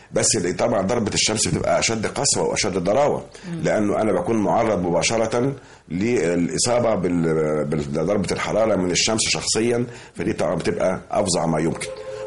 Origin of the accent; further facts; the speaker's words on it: Egypt; مش في عندنا في مصر فقط ولا في المنطقه فقط